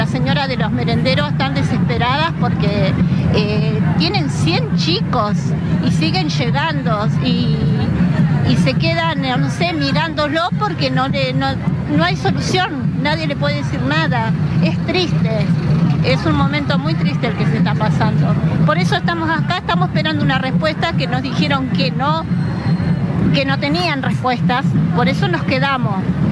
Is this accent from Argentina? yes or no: yes; Moreno, Buenos Aires Province, Argentina; De Moreno.